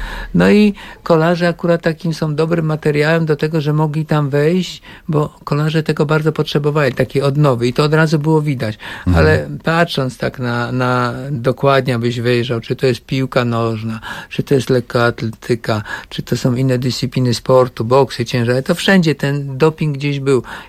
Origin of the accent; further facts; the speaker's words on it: Kołczygłowy, Pomeranian Voivodeship, Poland; born there; also born or lived in Warsaw / Italy; urodziłem się w Kołczygłowach, na Kaszubach. Wyjechałem do Warszawy na studia, najpierw na WF